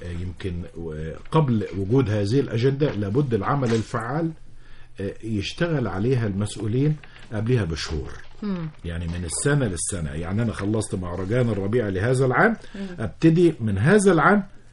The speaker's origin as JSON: {"language": "Arabic", "country": "Egypt", "said": "كل حد فينا كمصريين بيعتز أنه من المحافظة الفلانية"}